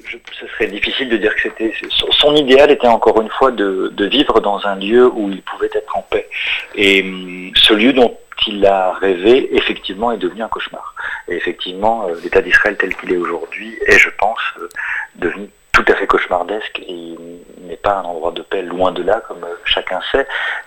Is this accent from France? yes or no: yes; France; born there; je suis né en France, je ne viens pas de ce pays-là, je ne viens ni de Palestine ni d'Israël.